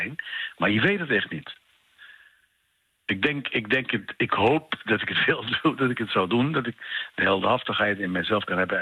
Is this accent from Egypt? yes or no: yes; Egypt; Want ik ben opgevoed als Egyptenaar die altijd iets tegen de policy van Israël heeft.